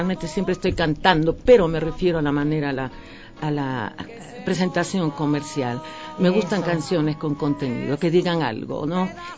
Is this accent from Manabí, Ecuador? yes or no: yes; Portoviejo, Manabí, Ecuador; now in Quito, Ecuador; Yo se supone que chupa mangos de Puerto Viejo.